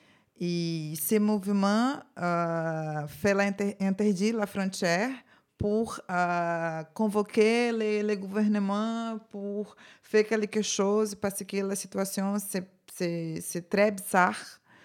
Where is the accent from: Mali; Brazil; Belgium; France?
Brazil; French is a second language; Je suis brésilienne